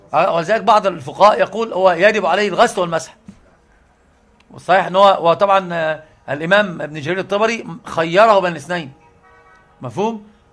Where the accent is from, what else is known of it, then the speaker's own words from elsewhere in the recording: Egypt; قراءه حفص طبعا عندنا في مصر